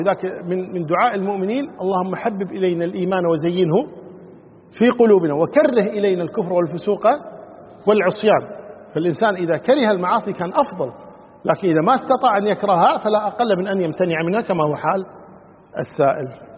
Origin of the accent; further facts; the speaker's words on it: Kuwait; حنا عندنا في الكويت هنا يعني شغلة زينة شينة